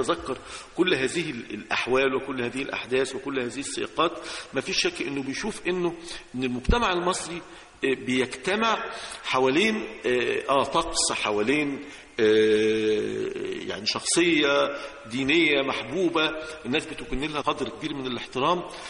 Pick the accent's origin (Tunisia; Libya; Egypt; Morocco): Egypt; وإحنا كمصريين لنا الفخر إن إحنا نقول إنه أنا مصري